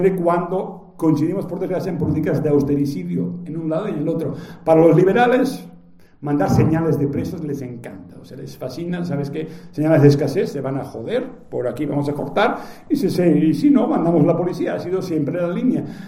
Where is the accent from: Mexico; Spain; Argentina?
Mexico; yo vengo de México